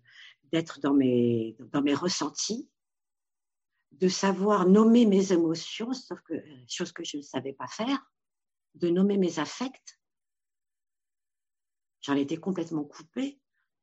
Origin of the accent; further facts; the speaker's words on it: Paris, Île-de-France, France; born there; Je suis marocaine et mes parents le sont également. Sauf que je suis née à Paris, donc ça a été le français a été ma langue maternelle.